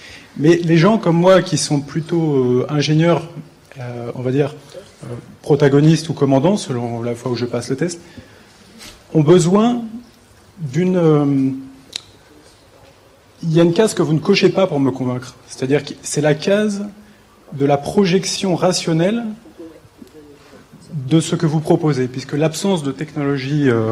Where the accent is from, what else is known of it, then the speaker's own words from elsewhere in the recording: Rambouillet, Île-de-France, France; J'ai grandi à Rambouillet dans une famille qui était exploitant forestier depuis 8 générations.